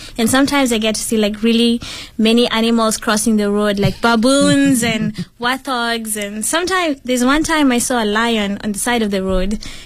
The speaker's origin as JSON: {"language": "English", "country": "Kenya", "second_language": "English", "moved": "as an adult", "lives_now": "Beijing, China", "said": "I'm from Kenya and I study in the Beijing University of Chemical Technology. I study pharmaceutical engineering and I have been in Beijing for 5 years."}